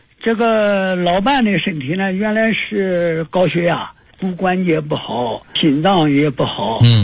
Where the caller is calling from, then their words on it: Nanjing, Jiangsu, China; 我是南京的